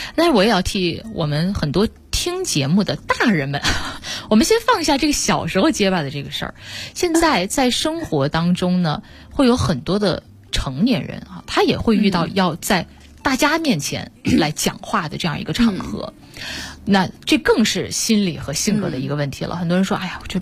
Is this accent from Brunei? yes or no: no; Wuhan, Hubei, China; 嗯，我们武汉人是呢了不分。